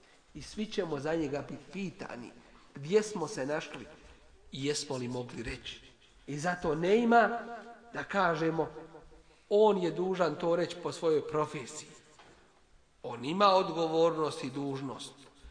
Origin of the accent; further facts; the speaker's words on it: Bosnia & Herzegovina; takvi su na birou za zapošljavanje kod nas u Bosni.